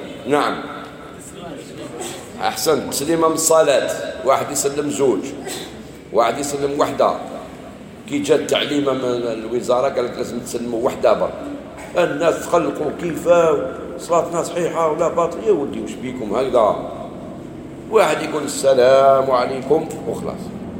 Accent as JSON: {"language": "Arabic", "country": "Algeria", "said": "احنا احنا جزائريين"}